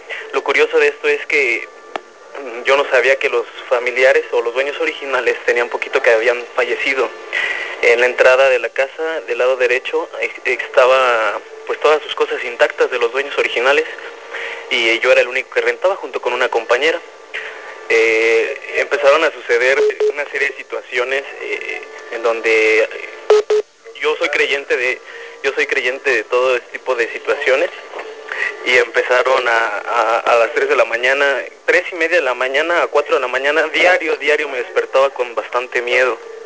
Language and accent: Spanish; Celaya, Guanajuato, Mexico; yo soy de Celaya, Guanajuato. En enero del 2010 me mandan con mi base al Seguro Social, aquí trabajo.